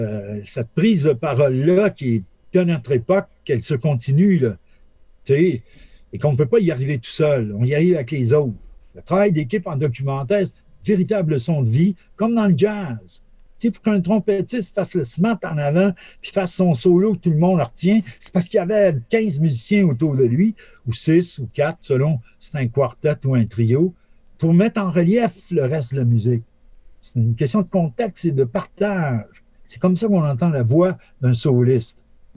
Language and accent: French; Laval, Quebec, Canada; puisque je viens de Sainte-Rose-de-Laval.